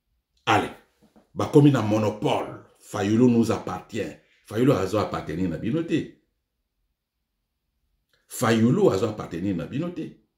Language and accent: French; DR Congo; Au Congo, nous savons Tozali na batu na biso na Congo to yebani. Nous sommes congolais.